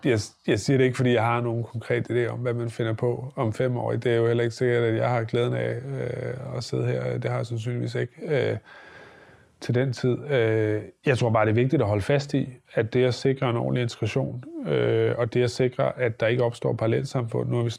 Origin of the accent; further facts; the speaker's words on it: Holbæk, Zealand, Denmark; Et af dem ligger for eksempel i Holbæk, hvor jeg kommer fra.